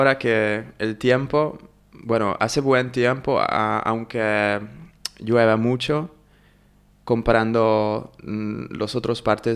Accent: Hungary; Spanish is a second language; y soy de Hungría.

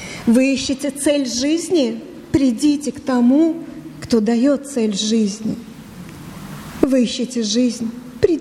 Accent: Odesa, Odesa Oblast, Ukraine; Ну, я с Украины, я из Одессы, как вы поняли.

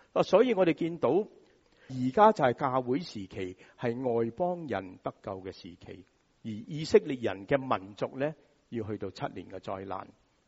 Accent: Hong Kong; 我们香港人说排排坐

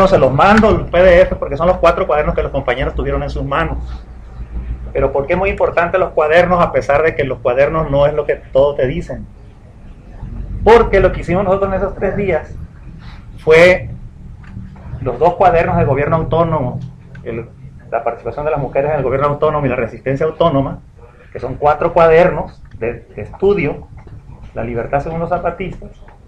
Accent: La Paz, Baja California Sur, Mexico; yo vengo del otro extremo de La Paz, Baja California

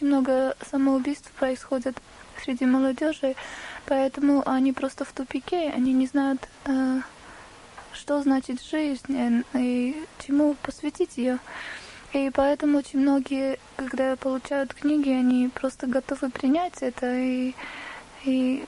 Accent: Armenia; now in Watford, United Kingdom; я ученица Шрила Рикеша Свами в Швишнупад, сама армянка, и живу в Бхактивиданта Мэнори уже 2 года.

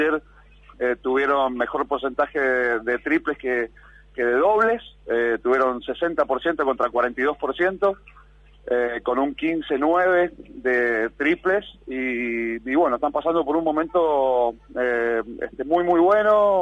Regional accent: Argentina; eso siempre como argentino

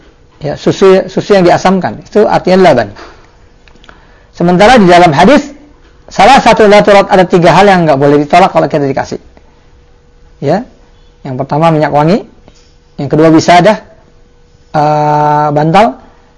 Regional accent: Jakarta, Indonesia; born there; saya yang tinggal dilahirkan di Jakarta dulu, di daerah saya dikenal kalau yang namanya tuak itu minuman yang dibuat dari nira

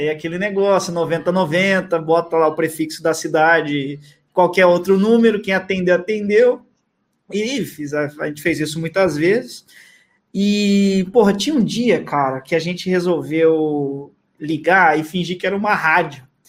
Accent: São Roque, São Paulo, Brazil; que a gente é de São Roque. São Roque. A gente é de São Roque, originalmente.

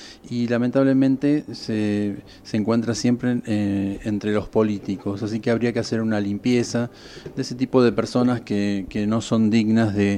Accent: Argentina; la plata que como argentinos tendríamos para crecer, para desarrollar el país.

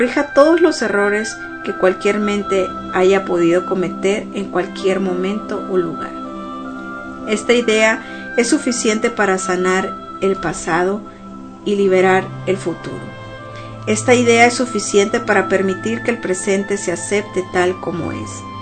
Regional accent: Sonora, Mexico; Sé que en México, principalmente en Sonora, de donde soy, que están viviendo muchos casos de violencia.

